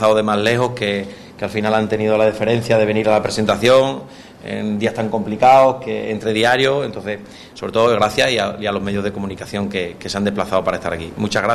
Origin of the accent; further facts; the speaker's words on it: Badajoz, Extremadura, Spain; Yo también soy de Badajoz